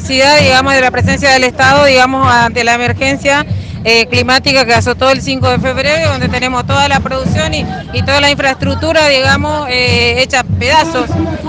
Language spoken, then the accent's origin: Spanish; Florencio Varela, Buenos Aires Province, Argentina; De Florencio Varela.